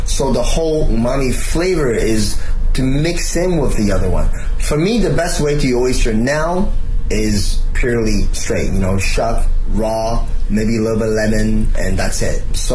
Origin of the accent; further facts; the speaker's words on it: Toronto, Ontario, Canada; I didn't think I was going to like oyster, and I grew up in Toronto.